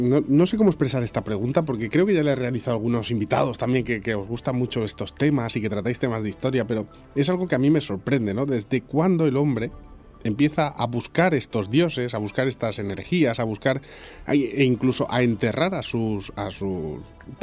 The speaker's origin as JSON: {"language": "Spanish", "town": "Calatayud", "region": "Aragon", "country": "Spain", "said": "A mí me suena por cercanía, yo soy de Calatayud."}